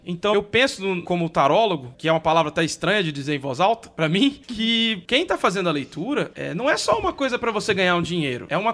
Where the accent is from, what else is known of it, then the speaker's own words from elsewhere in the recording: São Mateus, Brazil; eu sou de São Mateus, desculpa.